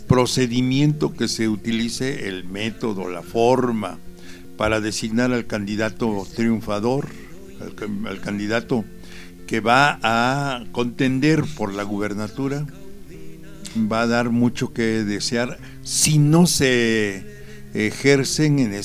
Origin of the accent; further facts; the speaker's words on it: Puebla, Mexico; somos los poblanos. Es los millones de electores que vivimos en Puebla